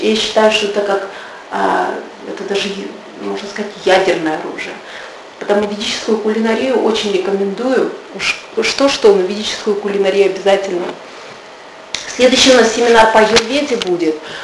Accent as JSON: {"language": "Russian", "country": "Kazakhstan", "said": "какие в Казахстане, «Эль», да? Ну, я же не из России. Ну, у нас «Космополитен», «Базар», да, «Эль»."}